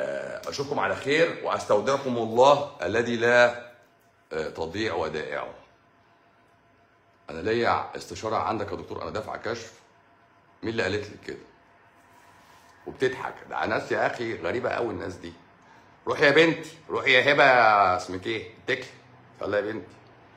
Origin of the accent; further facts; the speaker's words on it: Egypt; ده انا مواطن مصري شريف، انا مواطن مصري شريف